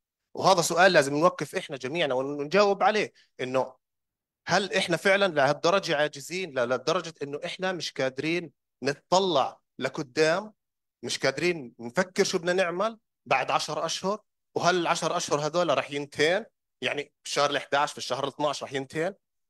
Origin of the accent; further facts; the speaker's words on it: Palestine; والنظرة بعيدة المدى اللي من طرفنا كفلسطينيين